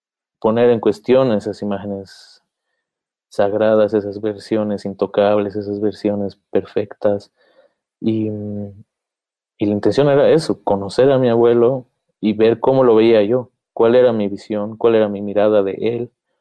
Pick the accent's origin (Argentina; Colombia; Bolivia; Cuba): Bolivia; es nuestra relación con las imágenes como bolivianos